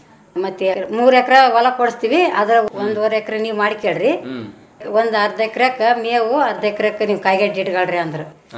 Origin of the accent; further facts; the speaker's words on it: Hospet, Karnataka, India; ನಮ್ಮ ಸ್ವಂತ ಊರು ಹೊಸಪೇಟೆ ರೀ.